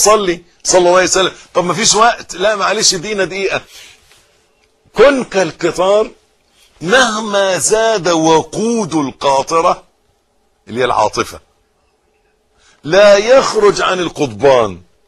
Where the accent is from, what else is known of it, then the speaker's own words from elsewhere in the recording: Egypt; حتة الارض اللي احنا واقفين عليها دي بلدنا مصر.